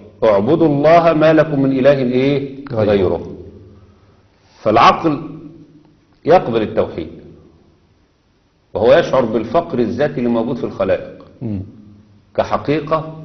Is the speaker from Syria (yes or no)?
no; Egypt; اللي دخلوا عندنا في مصر